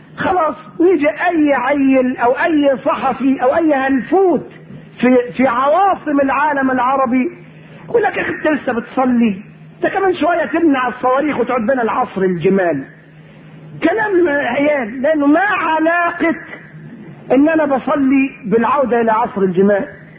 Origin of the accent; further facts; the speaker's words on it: Egypt; احنا مصريين اهل نكتة، طبيعتنا كده، الطبيعة المصرية للأسف فيها يعني النكتة كده